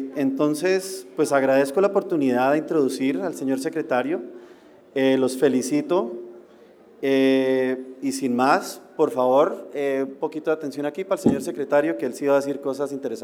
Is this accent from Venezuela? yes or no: no; Colombia; now in Mexicali, Mexico; Somos 1,000 empleados aquí y yo, a pesar de ser colombiano, estoy muy a gusto de estar aquí